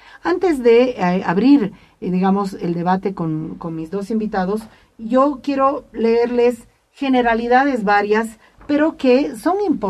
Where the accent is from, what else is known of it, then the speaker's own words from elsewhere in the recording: Bolivia; incluso como ciudadana boliviana